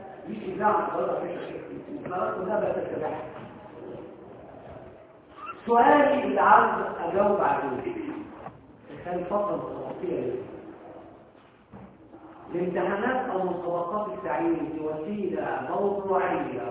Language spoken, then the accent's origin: Arabic; Egypt; الشيء اللي حدث هذا انه كان عندنا في مصر فيما قبل الثورة